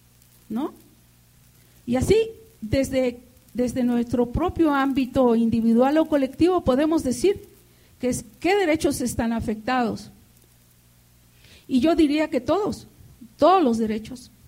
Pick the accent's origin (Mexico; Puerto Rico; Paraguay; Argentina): Mexico; la violación de nuestros derechos humanos colectivos como pueblo mexicano